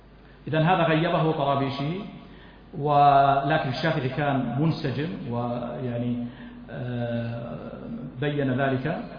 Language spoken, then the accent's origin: Arabic; Jordan; وعندنا في الأردن وفي غيرها